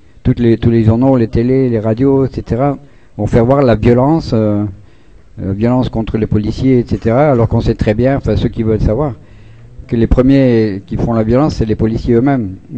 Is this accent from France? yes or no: yes; France; moi je suis français, vive la France, on est européen